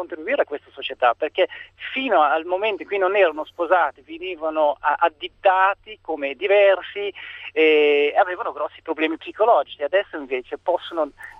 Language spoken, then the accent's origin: Italian; Belgium; sono belga di origine